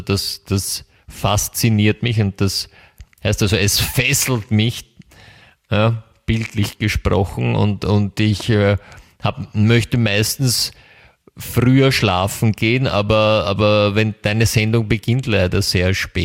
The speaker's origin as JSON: {"language": "German", "country": "Germany", "said": "also ich komme ja aus Deutschland"}